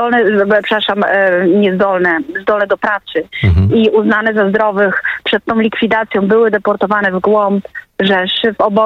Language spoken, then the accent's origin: Polish; Oświęcim, Lesser Poland, Poland; born there; Ja się urodziłam w Oświęcimiu. Około 3 kilometry od miejsca pamięci, którym się jest Muzeum Auschwitz.